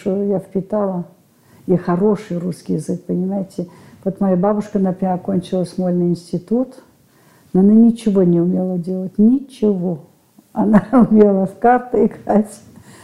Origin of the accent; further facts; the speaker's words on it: Cannes, Provence-Alpes-Côte d'Azur, France; Я родилась в Каннах. Это было во время войны, Второй мировой войны. После революции мои родители уехали в Эфиопию.